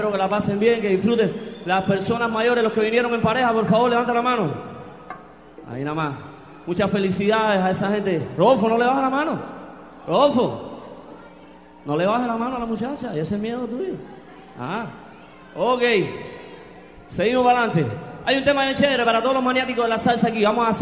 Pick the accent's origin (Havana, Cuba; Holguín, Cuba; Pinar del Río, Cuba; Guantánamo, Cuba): Havana, Cuba; era de La Habana, ahora soy de Cuba entera.